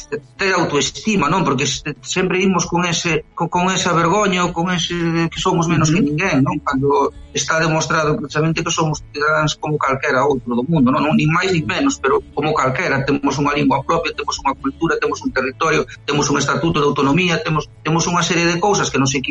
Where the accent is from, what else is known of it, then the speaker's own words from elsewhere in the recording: Fisterra, Galicia, Spain; Xa se falaba anos tamén en Fisterra, que son de Fisterra, de facer ali un cementerio nuclear